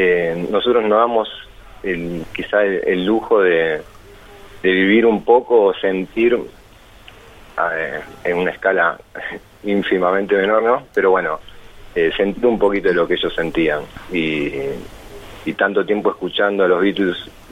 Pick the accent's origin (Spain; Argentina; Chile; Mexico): Argentina; Buenos Aires; somos de Capital y acá, obviamente, en provincia de Buenos Aires